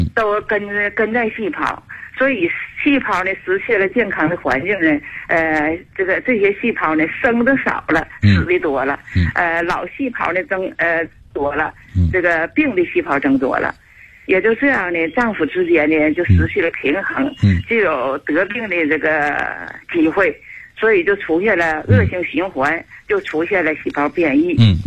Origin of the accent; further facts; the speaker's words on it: Shenyang, Liaoning, China; moved away as an adult; now in Chengdu, China; 我是地道的沈阳人。2007年呢，我在沈阳听过老师广播。